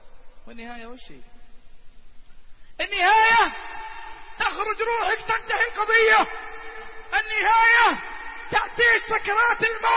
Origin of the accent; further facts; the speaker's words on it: Riyadh, Riyadh Province, Saudi Arabia; الدائري عندنا بالرياض